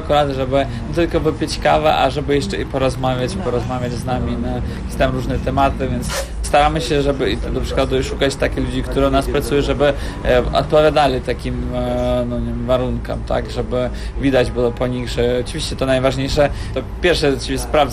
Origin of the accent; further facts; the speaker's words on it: Kyiv, Ukraine; Polish is a second language; moved away as an adult; now in Poland; Pochodzimy z Ukrainy, przyjechaliśmy z Kijowa.